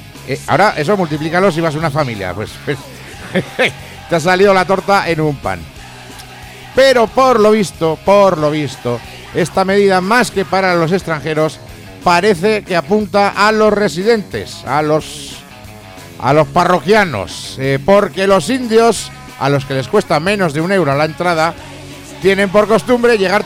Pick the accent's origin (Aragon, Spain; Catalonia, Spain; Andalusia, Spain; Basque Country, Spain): Aragon, Spain; Zaragoza; Yo, por ejemplo, soy de Zaragoza y no disfruto con el clima.